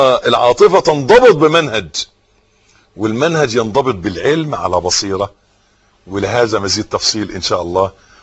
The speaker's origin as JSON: {"language": "Arabic", "country": "Egypt", "said": "حته الارض اللي احنا واقفين عليها دي بلدنا مصر"}